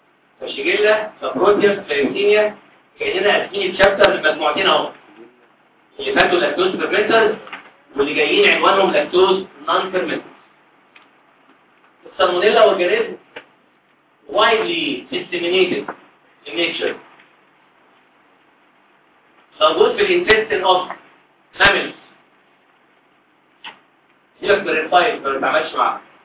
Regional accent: Egypt; لأن البيض عندنا إحنا كمصريين في الأرياف عادة ممكن يضرب البيض مع كوباية لبن

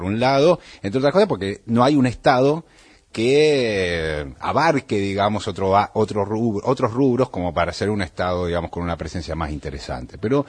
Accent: Argentina; como el argentino que está acostumbrado, nosotros, que estamos acostumbrados a pisar cualquier cosa

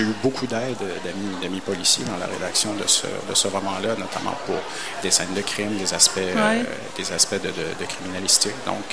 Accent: Quebec, Canada; Je viens d'Abitibi, je viens d'une petite ville où la population autochtone est très nombreuse. J'ai grandi avec la conscience d'une distinction qui était faite

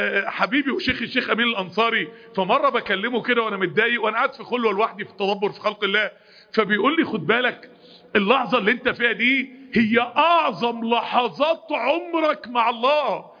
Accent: Egypt; انا جاي من مصر ازور مسجد النبي.

